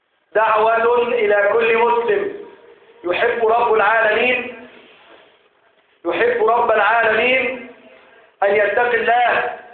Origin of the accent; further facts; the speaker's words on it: Egypt; اجعل بلدنا مصر بلدا آمنا سقاء رخاء وسائر بلاد المسلمين يا رب العالمين.